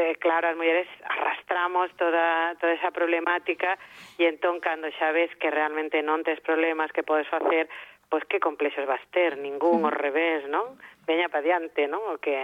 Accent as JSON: {"language": "Galician", "region": "Galicia", "country": "Spain", "said": "Agora eu, cando a min me preguntan ti que és, eu sempre digo que son galega."}